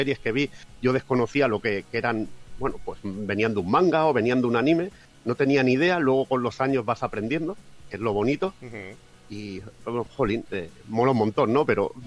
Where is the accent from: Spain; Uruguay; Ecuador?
Spain; Catalonia; hay una región de España que es de donde soy yo, que es Cataluña, que está pegando a Francia